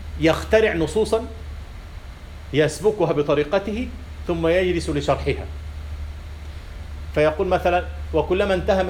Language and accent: Arabic; Kafr El Sheikh Governorate, Egypt; لكن في الألف من يقول ساعة ساعة داخلية، عندنا في كفر الشيخ يقولون ساعة، هذه إمالة.